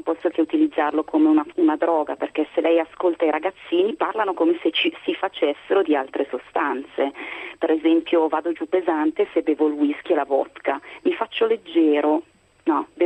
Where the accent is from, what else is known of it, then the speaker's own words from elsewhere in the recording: Lombardy, Italy; che si usa almeno qui dalle mie parti, in Lombardia molto